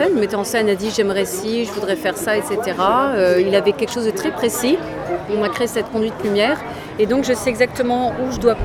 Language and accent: French; Strasbourg, Grand Est, France; on me réserve un chien à Strasbourg, dans ma ville natale